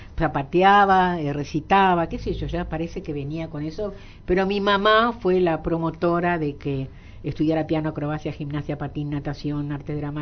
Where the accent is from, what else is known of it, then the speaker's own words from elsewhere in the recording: Uruguay; also born or lived in Hamburg; soy uruguaya. Nacionalidad uruguaya, pero nací en Hamburgo. Pero después los alemanes, cuando tuve que hacer los papeles, no me quisieron porque tengo que ser de padre y mi papá es polaco, así que uruguaya.